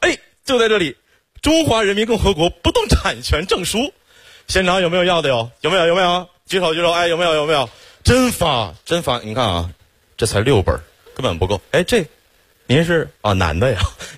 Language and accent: Chinese; Xiong'an, Hebei, China; 土生土长的雄安人，从小在那长大